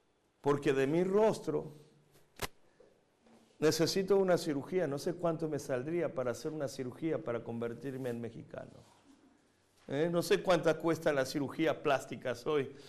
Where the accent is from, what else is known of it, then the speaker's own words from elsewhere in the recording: Buenos Aires, Argentina; Yo crecí en la Argentina, en los barrios judíos, de Once, Flores, Floresta.